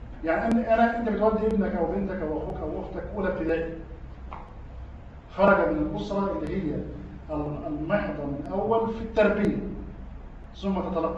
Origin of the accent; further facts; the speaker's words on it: Egypt; هديك مثال يا اخي عندنا في مصر الان صيغه بيعملوها منيله.